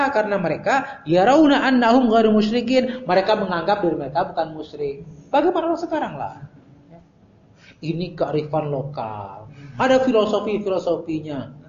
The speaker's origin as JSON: {"language": "Indonesian", "region": "West Java", "country": "Indonesia", "said": "Ya ke orang Sunda, ya bukan tasabuk lah, saya orang Sunda. Ya. Sunda asli, USA ya, orang Sunda asli."}